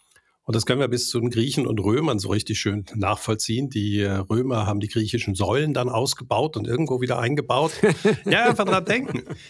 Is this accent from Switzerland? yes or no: yes; Switzerland; Bei uns in der Schweiz wird in Europa genauso sein.